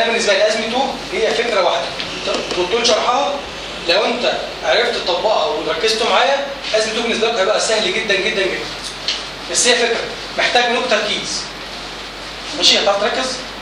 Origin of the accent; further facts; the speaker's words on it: Egypt; now in United States; بس طبعا عندنا مفيش الكلام ده عندنا في مصر.